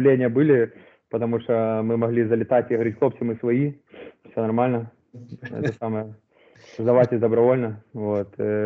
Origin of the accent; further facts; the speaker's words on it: Ukraine; что я вот с Украины